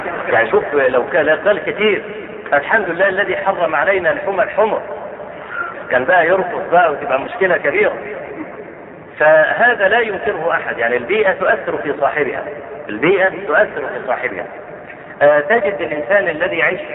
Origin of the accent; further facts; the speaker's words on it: Egypt; شوف عندنا في مصر